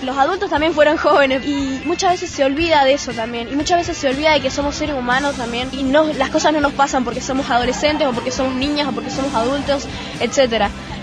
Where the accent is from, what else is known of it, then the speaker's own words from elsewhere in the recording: Mendoza, Argentina; de Mendoza, tengo 13 años